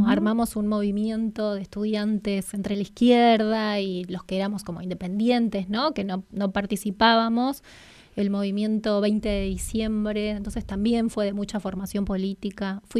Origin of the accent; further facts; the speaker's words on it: San Justo, Santa Fe, Argentina; born there; nací en San Justo, Santa Fe. San Justo es el portal del norte santafesino. Para ubicarlos, estamos a 1000 kilómetros de acá.